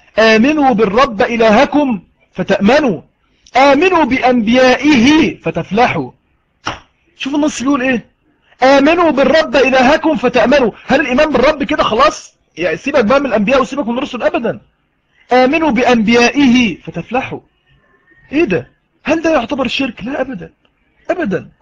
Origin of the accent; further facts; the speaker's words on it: Egypt; انا مصري وهو مصري